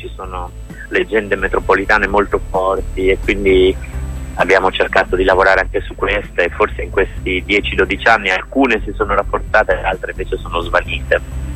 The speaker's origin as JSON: {"language": "Italian", "town": "Rimini", "region": "Emilia-Romagna", "country": "Italy", "said": "Ma come sai sono di Rimini"}